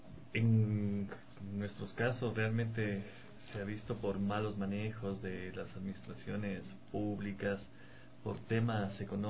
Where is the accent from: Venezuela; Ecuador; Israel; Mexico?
Ecuador; similar a la situación que en algún momento nosotros también como ecuatorianos lo vivimos